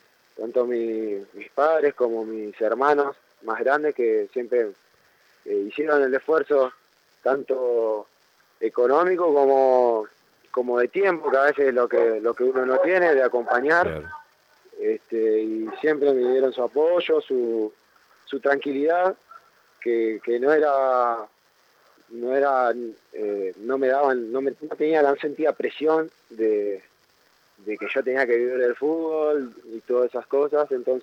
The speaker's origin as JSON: {"language": "Spanish", "town": "José C. Paz", "region": "Buenos Aires Province", "country": "Argentina", "said": "yo soy de José C. Paz"}